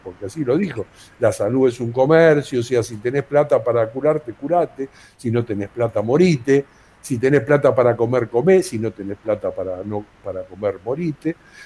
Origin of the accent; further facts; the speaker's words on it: Argentina; ¿cómo ciudadanos, como argentinos, estamos pagándole impuestos a un Estado